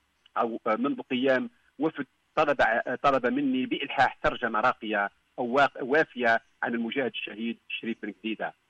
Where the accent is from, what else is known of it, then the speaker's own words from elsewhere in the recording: Algeria; تتزاحم في ذهني كجزائري